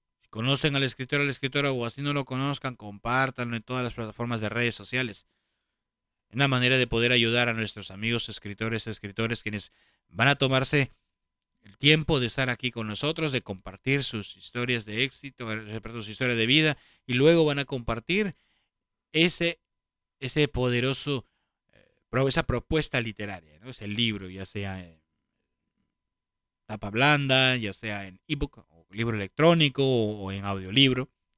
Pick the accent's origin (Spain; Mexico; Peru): Peru; born there; donde yo nací, que es Perú